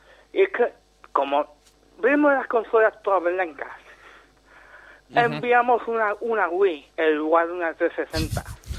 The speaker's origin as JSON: {"language": "Spanish", "country": "Germany", "second_language": "Spanish", "said": "Soy alemán."}